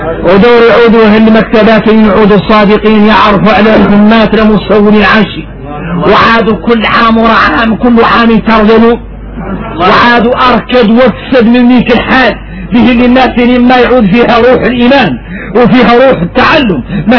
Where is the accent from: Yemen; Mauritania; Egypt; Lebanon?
Mauritania; احنا موريتاني ايوه